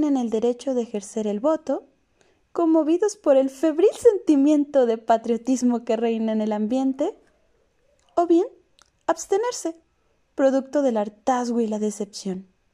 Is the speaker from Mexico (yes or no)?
yes; Mexico; Como sociedad mexicana, vivimos momentos de desencanto.